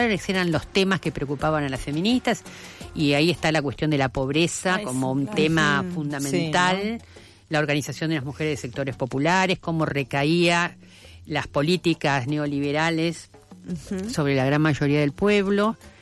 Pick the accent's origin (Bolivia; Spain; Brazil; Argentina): Argentina; Piensen que nosotras como país, Argentina no era un país pobre para las agencias internacionales